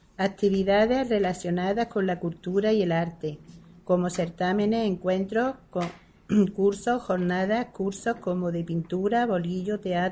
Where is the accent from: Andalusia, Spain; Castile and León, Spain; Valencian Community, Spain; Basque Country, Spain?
Andalusia, Spain; Archidona; Le doy las gracias por estar aquí en mi pueblo.